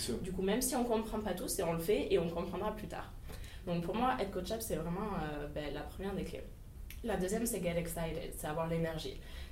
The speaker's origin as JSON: {"language": "French", "town": "Agen", "region": "Nouvelle-Aquitaine", "country": "France", "tie": "born or raised there", "also_born_or_lived": "Alsace", "said": "Aujourd'hui j'ai 23 ans … je suis née en Alsace, j'ai vécu 18 ans à Agen, je suis originaire d'une famille, tout ce qu'il y a plus de banal, toute ma famille est fonctionnaire chez du coup France Télécom, maintenant Orange, donc vraiment la classe moyenne"}